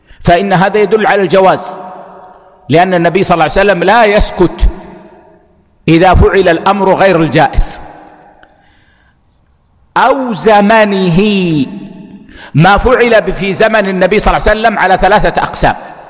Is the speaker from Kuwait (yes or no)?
yes; Kuwait; مثل عندنا في الكويت هنا ما يلبسون العمامة المكورة